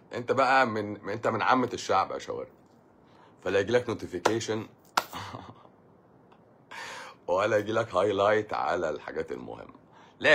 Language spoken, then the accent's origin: Arabic; Egypt; واحنا كمصريين اصلا وطنيين اصلا